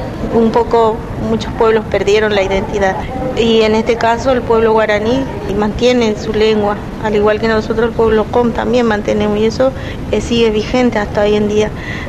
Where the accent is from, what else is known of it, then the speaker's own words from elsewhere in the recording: Formosa, Argentina; Nosotros venimos de la provincia de Formosa, precisamente del barrio Namcom, que queda a 10 kilómetros de la ciudad.